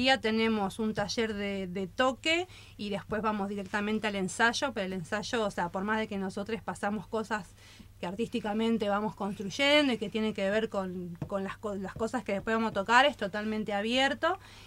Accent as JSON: {"language": "Spanish", "region": "Buenos Aires", "country": "Argentina", "said": "Me vine de Buenos Aires, de Floresta, dejé el oeste"}